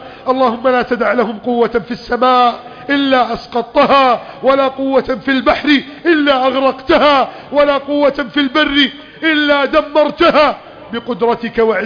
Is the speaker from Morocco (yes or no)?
no; Egypt; اجعل بلدنا مصر أمنا سلاما، سلما سخاء رخاء